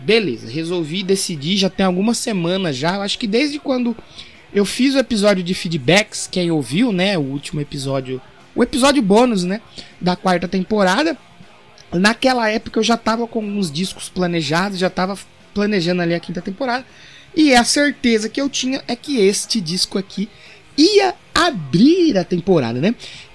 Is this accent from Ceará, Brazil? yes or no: no; São Paulo, Brazil; eu sou aqui do interior de São Paulo, e quando eu cheguei aqui, acho que por volta de 2004, 2005